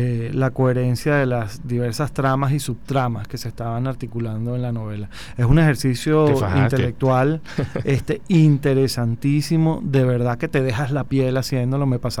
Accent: Caracas, Capital District, Venezuela; nuestra identidad como venezolanos, como caraqueños

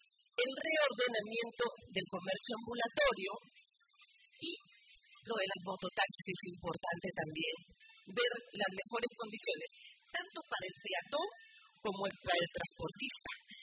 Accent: Ventanilla, Callao, Peru; En primer lugar, porque yo sí soy de Ventanilla.

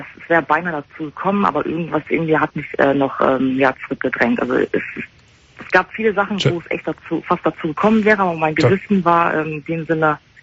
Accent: Germany; born there; Ja, ich bin hier geboren.

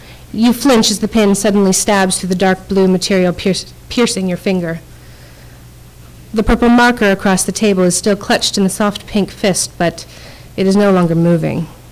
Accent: Toronto, Ontario, Canada; now in Hamilton, Canada; I grew up in Toronto, so when I decided to buy a house in Hamilton, I was somewhat conflicted about the decision

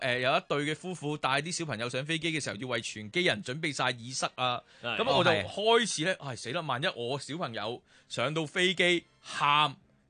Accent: Hong Kong; 但你知作為香港人啦

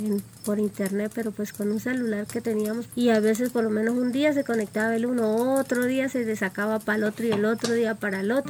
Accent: La Plata, Huila, Colombia; Yo soy oriunda de La Plata, Huila. Mi esposo es que es de acá de San José. Y hace 19 años que nos casamos y vivimos acá.

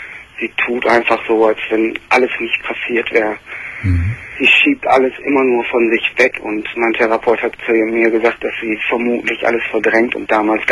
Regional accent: Essen, North Rhine-Westphalia, Germany; Deshalb habe ich auch gesagt, wo ich aufgewachsen bin. In Essen-Borbeck.

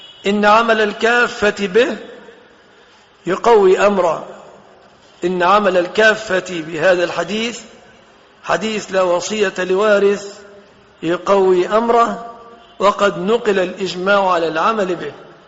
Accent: Egypt; الخمار الذي هو موصوف في بلادنا مصر

